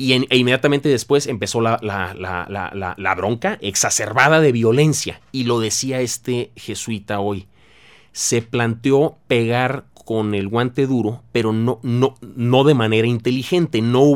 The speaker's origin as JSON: {"language": "Spanish", "town": "Tampico", "region": "Tamaulipas", "country": "Mexico", "said": "Esto te lo puedo decir yo personalmente porque soy de Tampico y lo viví, y lo vive mi ciudad."}